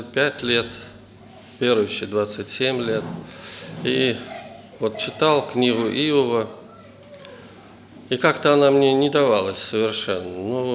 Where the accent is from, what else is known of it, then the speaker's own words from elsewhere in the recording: Voronezh, Voronezh Oblast, Russia; я из Воронежа.